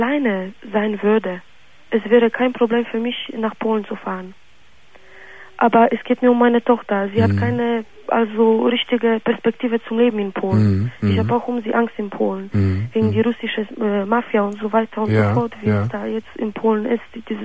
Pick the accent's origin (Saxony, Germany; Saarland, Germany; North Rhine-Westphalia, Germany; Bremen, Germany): North Rhine-Westphalia, Germany; Solingen; Ich komme aus Solingen